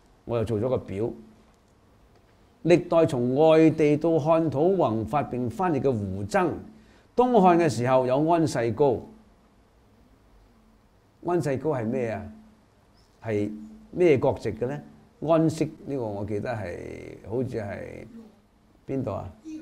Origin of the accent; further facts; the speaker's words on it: China; 咁啊，除咗我哋中國人去印度